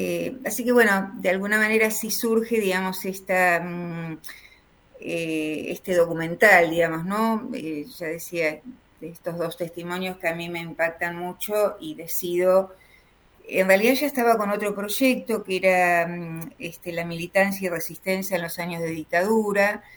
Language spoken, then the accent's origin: Spanish; Ingeniero White, Buenos Aires Province, Argentina; mi pueblo de origen. Mi pueblo de origen es Ingeniero Guay, el puerto de Bahía Blanca.